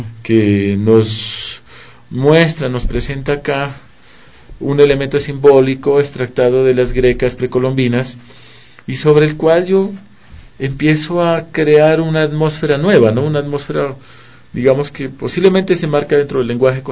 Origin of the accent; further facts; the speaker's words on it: Pasto, Nariño, Colombia; born there; Yo nací en el departamento de Nariño, en la ciudad de San Juan de Pasto, al sur de Colombia.